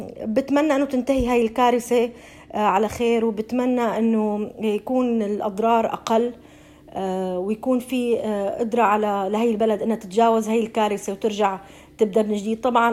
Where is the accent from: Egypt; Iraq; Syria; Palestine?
Syria; now in Australia; نحن كسوريين جينا على هاي البلد لاجئين، أنا وعائلتي لنا 5 سنين تقريبا بهاي البلد.